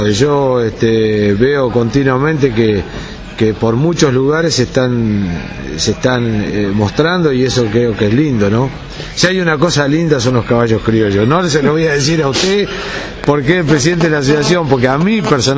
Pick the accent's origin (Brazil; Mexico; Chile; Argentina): Argentina; Yo veo con mucho orgullo, como argentino